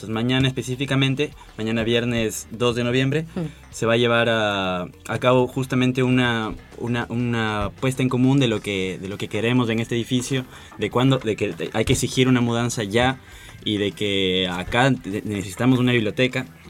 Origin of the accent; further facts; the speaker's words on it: Ecuador; now in Buenos Aires, Argentina; Yo, por ejemplo, yo vengo del Ecuador y el primer día que llegué acá a Buenos Aires